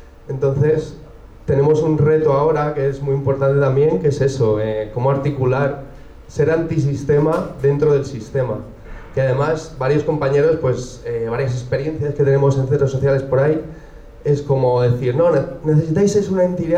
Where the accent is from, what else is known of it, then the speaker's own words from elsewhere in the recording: Madrid, Community of Madrid, Spain; de aquí de Madrid